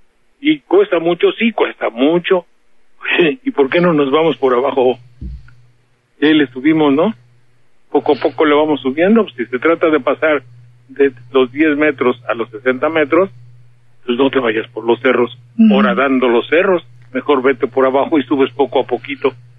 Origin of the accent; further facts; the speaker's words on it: Banderilla, Veracruz, Mexico; si se enojan, bueno, para eso yo soy de Banderilla